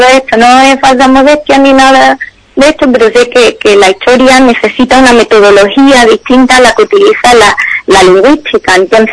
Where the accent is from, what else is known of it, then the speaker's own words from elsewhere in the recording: Ubrique, Andalusia, Spain; que no era la única interesada sobre la historia de mi pueblo